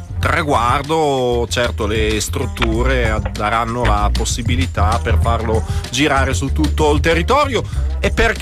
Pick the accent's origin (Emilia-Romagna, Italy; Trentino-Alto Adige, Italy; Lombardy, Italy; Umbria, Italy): Emilia-Romagna, Italy; Bologna; a Bologna, sì, sai, il nostro dialetto che è bellissimo, come è bello quello siciliano, è completamente travisato da slang